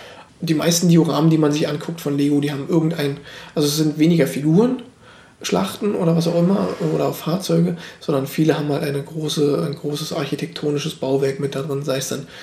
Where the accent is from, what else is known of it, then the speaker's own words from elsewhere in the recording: East Germany, Germany; Star Wars kannte ich ja auch noch nicht wirklich als Ossi